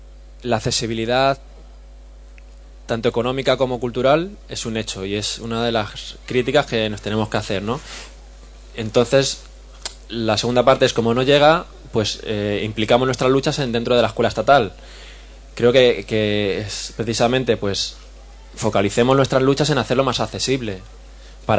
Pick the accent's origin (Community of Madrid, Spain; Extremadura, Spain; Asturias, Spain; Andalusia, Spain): Community of Madrid, Spain; Leganés; Yo soy de Leganés, en Madrid